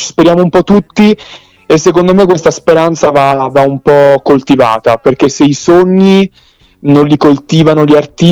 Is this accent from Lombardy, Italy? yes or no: yes; Milan, Lombardy, Italy; also born or lived in Salerno, Italy; avevo 3 anni quando sono salito a Milano, quindi in realtà Salerno la vivo d'estate quando scendo dai miei nonni, dai miei parenti, però ho vissuto molto più Milano e l'Interland di Salerno.